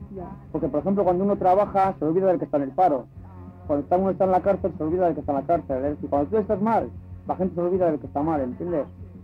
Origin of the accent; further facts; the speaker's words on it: Basque Country, Spain; Pero además, somos de aquí, somos vascos, ¿entiendes?